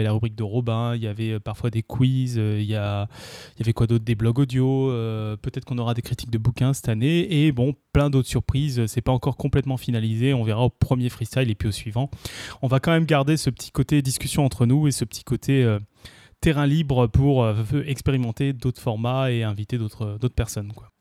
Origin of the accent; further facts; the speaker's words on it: Tournefeuille, Occitanie, France; also born or lived in Paris; Non, je suis né à Paris, j'ai grandi à Tournefeuille.